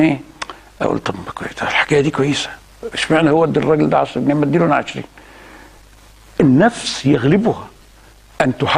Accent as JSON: {"language": "Arabic", "town": "Alexandria", "region": "Alexandria Governorate", "country": "Egypt", "said": "ساد في وقت من الأوقات في بلدنا الإسكندرية"}